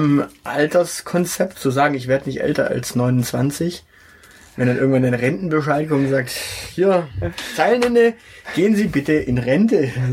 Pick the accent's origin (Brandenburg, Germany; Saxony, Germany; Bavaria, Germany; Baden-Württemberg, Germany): Baden-Württemberg, Germany; als Schwabe kann ich nur sagen, ich habe auch immer ein Buch dabei